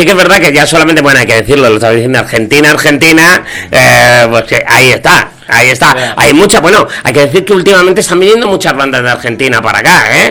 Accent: Seville, Andalusia, Spain; Yo creo que la gente ya estaba empezando a saber que soy sevillano, ¿no?

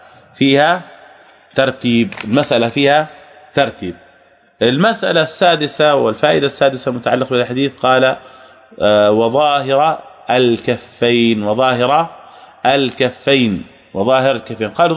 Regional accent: Jordan; ولذلك عندنا يعني عوام عندنا في الأردن

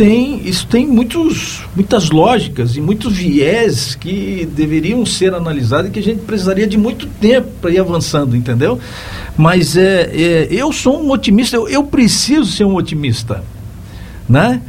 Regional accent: Bom Retiro, Santa Catarina, Brazil; Eu, como sou de Bom Retiro, no interior de Santa Catarina, eu tenho essa nítida realidade na minha consciência.

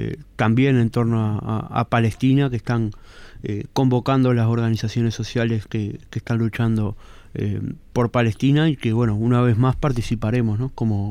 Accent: Uruguay; ser parte de un Estado como el uruguayo, con un gobierno como el uruguayo

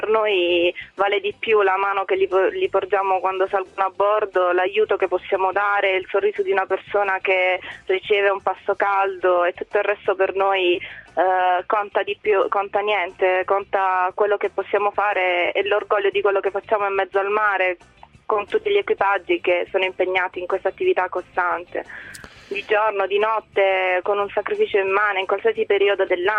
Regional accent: Taranto, Apulia, Italy; Io sono di Taranto, quindi fin da piccolina osservavo la Marina dall'esterno e ne ero innamorata

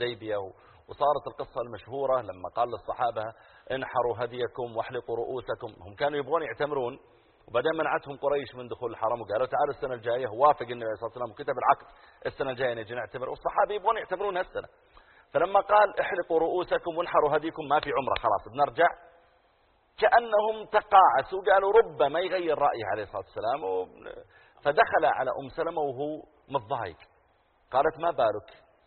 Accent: Eastern Province, Saudi Arabia; also born or lived in Riyadh; وأنا من أهل الرياض، لكن ربوت هناك ويبدو أن طبيعة المناطق البحرية يصير عندهم مثل كذا

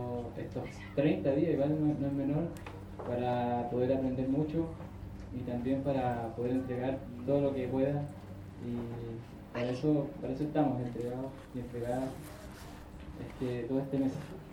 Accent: Concepción, Biobío, Chile; vengo desde Chile, desde Concepción

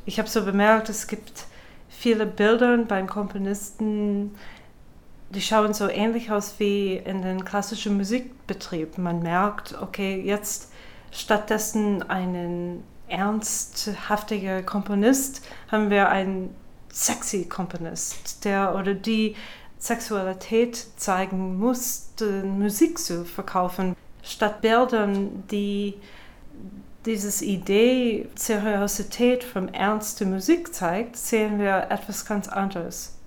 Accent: United States; German is a second language; now in Berlin, Germany; Als Amerikanerin, ich bin mit ständig Werbung aufgewachsen.

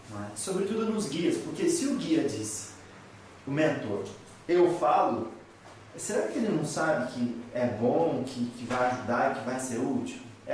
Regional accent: Piracicaba, São Paulo, Brazil; Sou de Piracicaba.

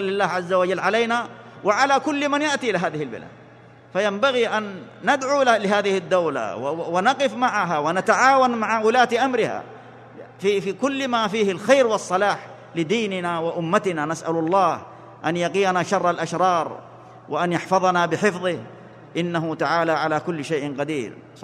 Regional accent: Saudi Arabia; بلادنا المملكة العربية السعودية

